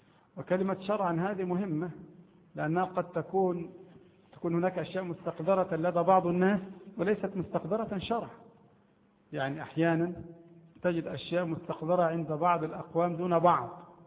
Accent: Egypt; عندنا في مصر مثلا نأكل بعض المطعومات

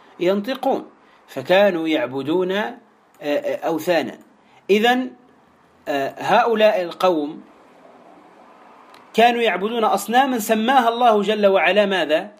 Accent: Tunisia; عندنا في تونس

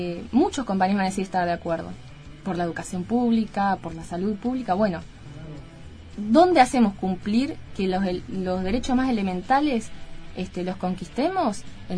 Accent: Argentina; propio de la historia que tenemos como argentinos

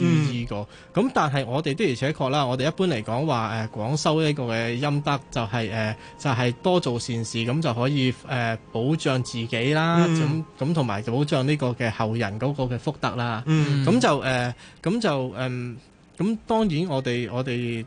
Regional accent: China; 我哋中國人好多時候咧，遇到一啲唔好嘅能量都係話係煞嚟嘅

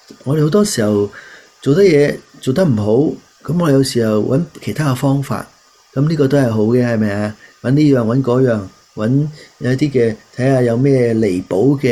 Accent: Guangdong, China; 我哋广东人一句就系唔好撇啊

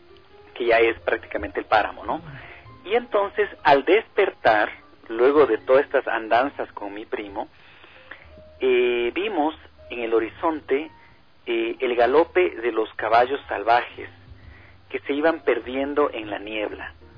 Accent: Latacunga, Cotopaxi, Ecuador; Cuando yo tenía 5 años, pasaba mis vacaciones en el Chasqui, en el Cotopaxi, con mi abuela, con mi tío. Yo soy de la Tacunga.

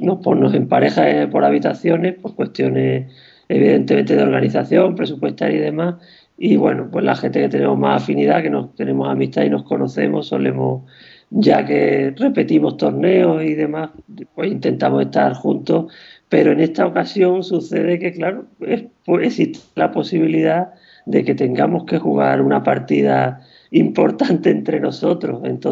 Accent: Huelva, Andalusia, Spain; me federé en Huelva, que es mi ciudad natal

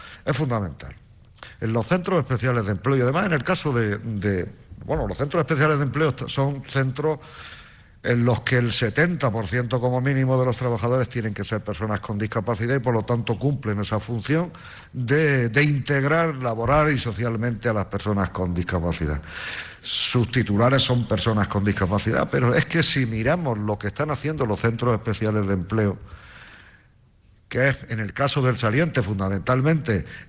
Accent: Albor, Spain; yo soy de aquí, de Albor también

